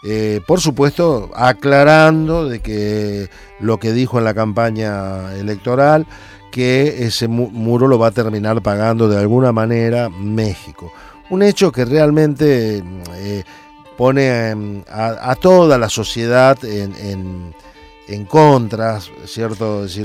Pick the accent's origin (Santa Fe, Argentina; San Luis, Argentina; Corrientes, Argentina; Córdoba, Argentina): Santa Fe, Argentina; muy cerca de donde nosotros somos, de Mónica y yo, ahí de Santa Fe